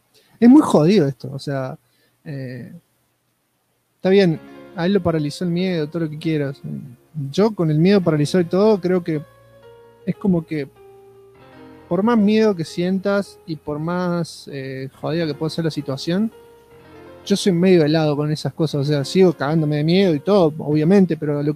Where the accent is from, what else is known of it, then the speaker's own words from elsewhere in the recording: Salta, Argentina; Ante todo aclaro que soy de Salta.